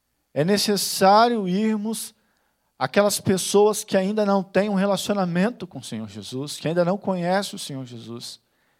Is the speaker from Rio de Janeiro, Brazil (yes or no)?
yes; Rio de Janeiro, Brazil; Quando se fala no Rio de Janeiro, também há lugar de conflito. Quando fala no bairro São Pedro, de onde eu sou, há lugar de conflito.